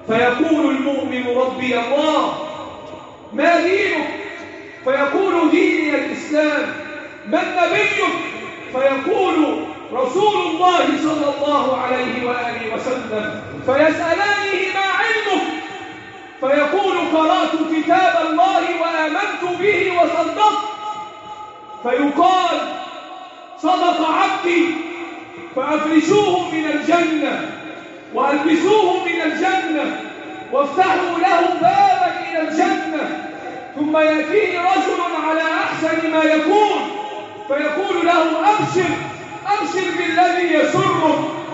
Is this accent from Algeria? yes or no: no; Egypt; اللهم احفظ بلدنا مصر وسائر بلاد